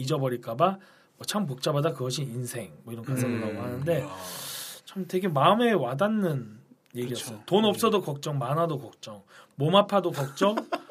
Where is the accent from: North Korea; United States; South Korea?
United States; Texas; 네, 텍사스에서 왔고요.